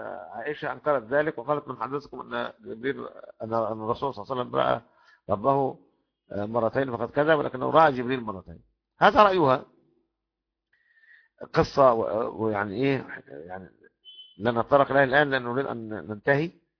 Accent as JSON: {"language": "Arabic", "country": "Egypt", "said": "كذا دور في النيل عندنا في مصر"}